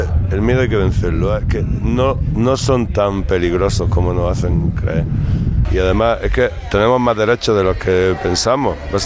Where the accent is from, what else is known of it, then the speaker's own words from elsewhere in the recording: Granada, Andalusia, Spain; Yo me he criado en Granada, yo soy de Granada